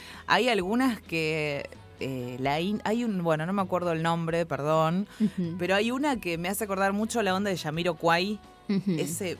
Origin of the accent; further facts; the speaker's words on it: Villa Elisa, Buenos Aires Province, Argentina; yo me crié en Villa Elisa también.